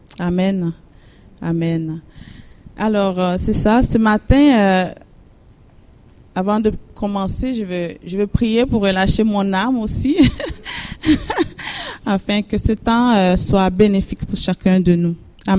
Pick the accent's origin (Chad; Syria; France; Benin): Benin; je viens du Bénin, du nord du Bénin, et je viens d'une grande famille de 12 enfants, 11e de la famille.